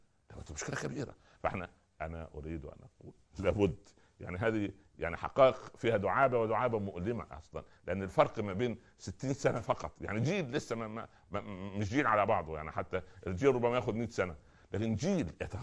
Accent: Upper Egypt, Egypt; أنا أذكر في بداية الستينات لما نزل التلفزيون عندنا في الصعيد وكان الأقارب يأتون لزيارتنا

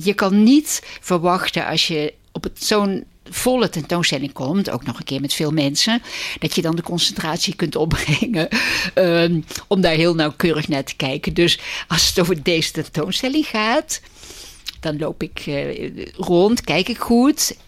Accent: Vlaardingen, South Holland, Netherlands; Nou, ik kom uit Vlaardingen en de thuishaven is Vlaardingen.

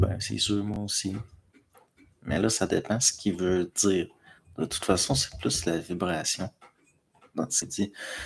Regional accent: Pierreville, Quebec, Canada; Moi, chez nous, à Pierreville

